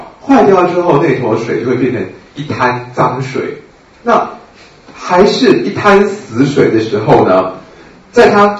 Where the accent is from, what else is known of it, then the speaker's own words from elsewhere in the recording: China; 那我们中国人就是用牡蛎壳